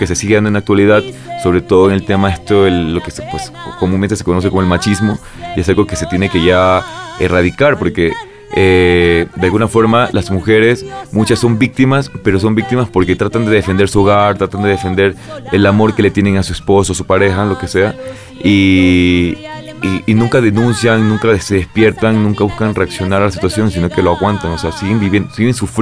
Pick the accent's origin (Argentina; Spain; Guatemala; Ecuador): Ecuador; now in Mexico; Yo soy ecuatoriano, tengo poco tiempo aquí en México. Yo ya vengo pues con 9 años de carrera actoral allá en mi país.